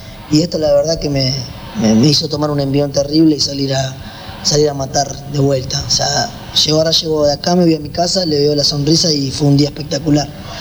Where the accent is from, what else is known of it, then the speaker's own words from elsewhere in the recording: Argentina; todo lo que consumimos nosotros como argentinos, que el argentino es muy consumista de lo que viene de afuera